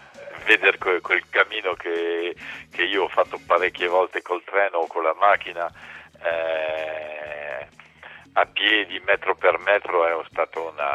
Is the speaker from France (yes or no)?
yes; France; Io mi sento con la doppia identità, perché di cultura sono francese, ma come vi dicevo prima, le mie radici sono italiane